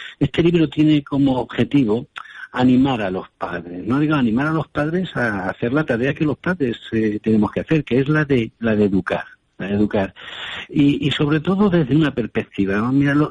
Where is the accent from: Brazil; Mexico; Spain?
Spain; Valencian Community; now in Badajoz, Spain; aunque vivo aquí en Badajoz, soy valenciano, ¿eh? Así que encantado de estar ahí hablando para mi tierra.